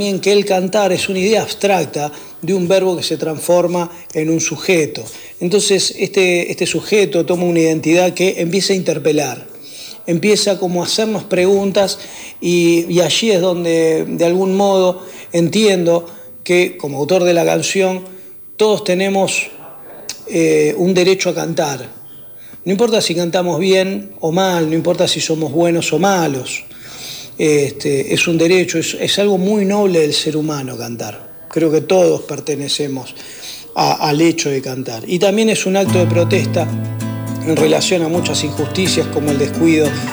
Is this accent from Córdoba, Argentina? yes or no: yes; Córdoba, Argentina; contarles que nosotros somos de Tras la Sierra